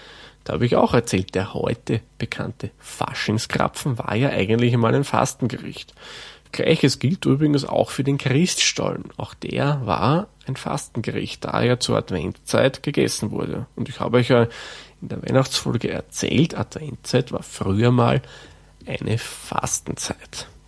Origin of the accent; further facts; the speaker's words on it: Lower Austria, Austria; Den Begriff Wuchteln kenne ich persönlich auch von meiner Heimat, also meiner eigentlichen Heimat im Waldviertel.